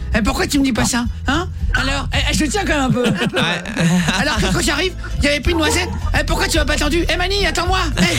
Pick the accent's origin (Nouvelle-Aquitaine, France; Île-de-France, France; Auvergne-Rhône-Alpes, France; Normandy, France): Normandy, France; Portbail; Oh, je suis de Port-Bail, moi, Barneville-Carteret.